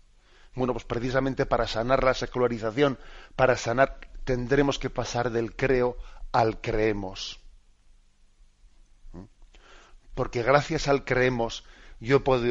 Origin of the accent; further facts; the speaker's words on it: Basque Country, Spain; que sabéis que un servidor, que yo soy vasco, ¿no? Pues en el idioma vasco no se suele decir mi padre o mi madre